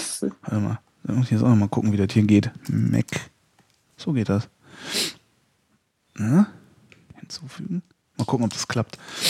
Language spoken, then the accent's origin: German; Germany; also ich bin halt an der Grenze aufgewachsen, also 80 Kilometer, ach, noch nicht mal 60 Kilometer von der holländischen Grenze entfernt